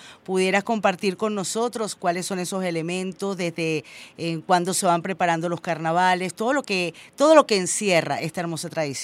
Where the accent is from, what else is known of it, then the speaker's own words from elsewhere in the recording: Venezuela; Como venezolanos estamos emocionadísimos